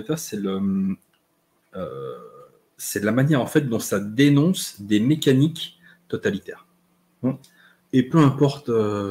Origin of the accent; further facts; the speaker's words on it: Saint-Étienne, Auvergne-Rhône-Alpes, France; parce que je suis Stéphanois